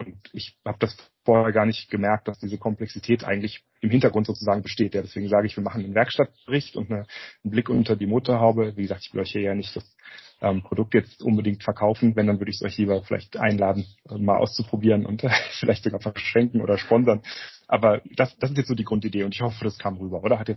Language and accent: German; Germany; Also ich merke das jetzt gar nicht, dass das übersetzt ist, weil ich bin ja Deutscher und ich lese das hier auf Deutsch.